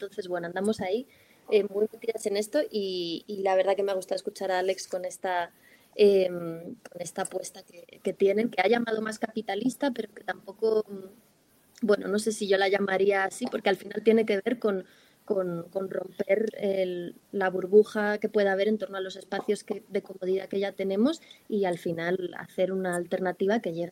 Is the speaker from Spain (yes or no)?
yes; Spain; somos todas españolas